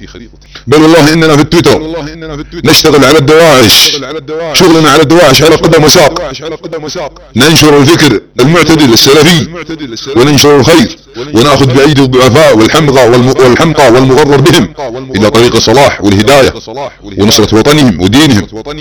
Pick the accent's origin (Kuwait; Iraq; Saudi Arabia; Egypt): Saudi Arabia; نحن السعوديون في عالم تويتر والله أن نحمل هم الوطن